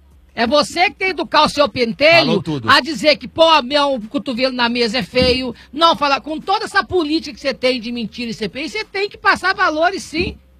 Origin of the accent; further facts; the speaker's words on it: Minas Gerais, Brazil; moved away; porque eu falo que eu saí de Minas, Minas não saiu de mim.